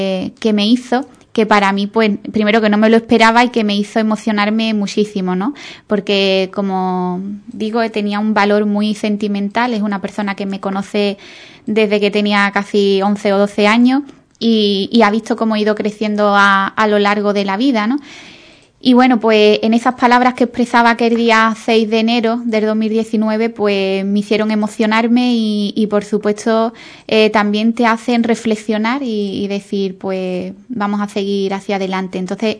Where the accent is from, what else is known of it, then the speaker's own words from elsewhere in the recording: Ubrique, Andalusia, Spain; quería agradecer a mi pueblo, a Ubrique, por el apoyo y la acogida